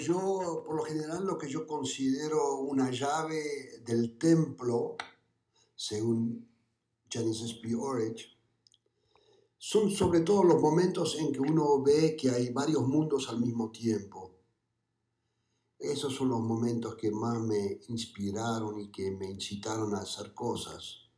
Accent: Eindhoven, North Brabant, Netherlands; Spanish is a second language; moved away; esa fábrica se originó en mi ciudad natal, Eindhoven, de Holanda.

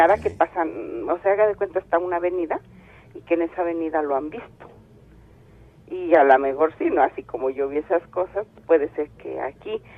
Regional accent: State of Mexico, Mexico; Nosotros somos del Estado de México.

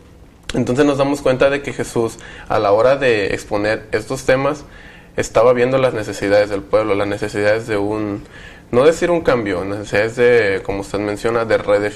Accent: Chiapas, Mexico; estudio químico clínico biólogo y soy de Chiapas.

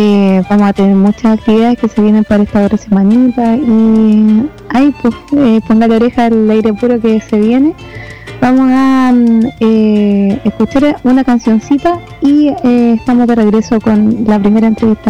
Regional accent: Valparaíso, Chile; como que yo vivo, soy de Cerro Yungay

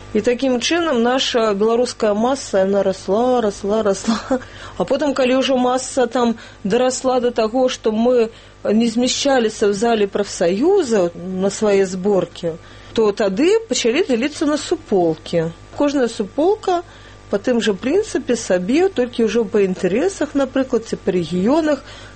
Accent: Minsk, Belarus; born there; Я нарадзілася ў Мінску, якраз у тых старых дамках на вуліцы Першамайская, прыгожых.

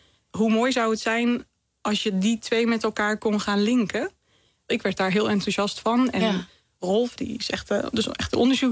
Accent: Zeeland, Netherlands; En ik kom zelf van Walcheren en daar heeft gewoon minder onder water gestaan.

